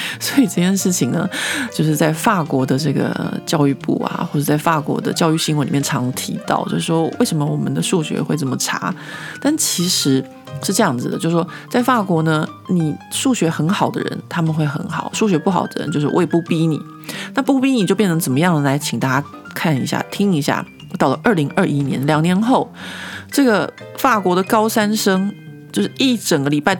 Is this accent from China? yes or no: no; Taiwan; 我觉得就是身为一个台湾人听到应该会觉得非常非常的夸张